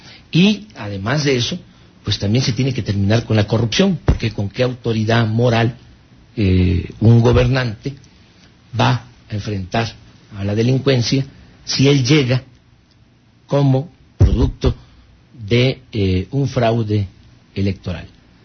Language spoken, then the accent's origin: Spanish; Tepetitán, Tabasco, Mexico; Yo soy de Tepetitán.